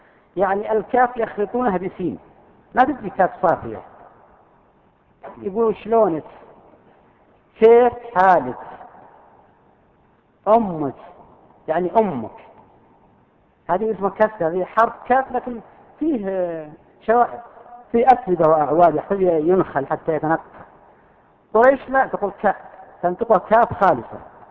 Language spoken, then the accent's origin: Arabic; Al-Qassim, Saudi Arabia; وفيه أردأ منها أيضا موجودة عندنا في القصيم تسمى لغة الزقزقة